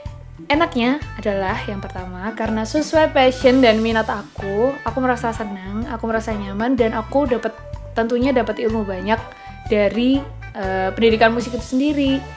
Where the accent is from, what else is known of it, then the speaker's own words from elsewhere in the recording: Yogyakarta, Special Region of Yogyakarta, Indonesia; Aku asli Jogja. Aku jadinya asli Jawa.